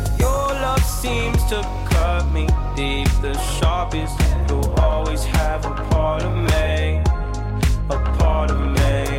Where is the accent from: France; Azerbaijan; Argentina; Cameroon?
Cameroon; Dall'età di 5 anni io scopro l'Italia attraverso i mondiali di calcio Italia 90. Mm-hmm. Il mio paese, il Camerun, partecipò a quei mondiali